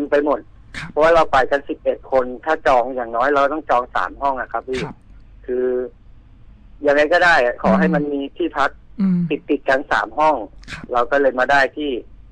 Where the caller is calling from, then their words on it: Bangkok, Thailand; แถวลาดพร้าวครับผม